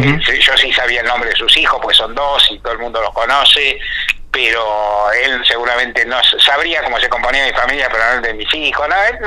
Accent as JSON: {"language": "Spanish", "country": "Argentina", "said": "soy abogado, he sido militante, tengo unos cuantos años de periodismo, soy argentino"}